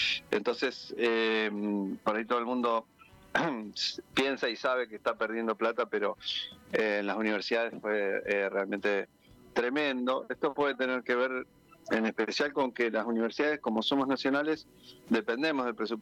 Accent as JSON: {"language": "Spanish", "region": "Neuquén", "country": "Argentina", "moved": "as an adult", "lives_now": "Buenos Aires, Argentina", "said": "yo soy de Neuquén, me vine en el 94 a estudiar a Buenos Aires, a lo de mi abuela y en Partido de San Martín"}